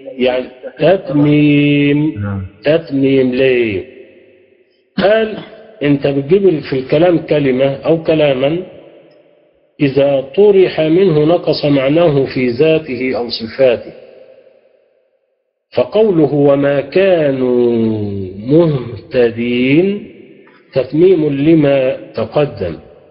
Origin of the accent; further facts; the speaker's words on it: Egypt; زي ما بنقول عندنا في مصر اتغلبت